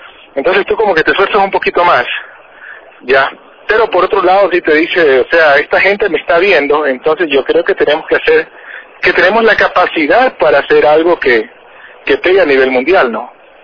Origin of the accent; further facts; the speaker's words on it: Ecuador; en Ecuador es muy importante poder difundir nuestra música en nuestro propio país, pero también es importante, y como ecuatorianos, poder exportar lo que hacemos.